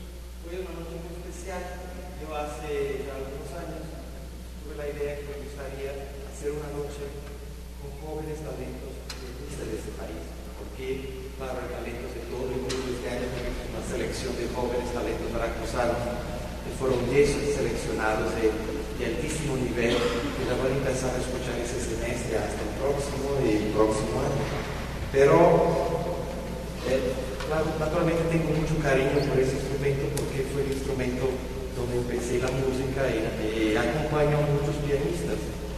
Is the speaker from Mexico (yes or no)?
yes; Mexico; moved away; Yo vengo de México desde un tiempo.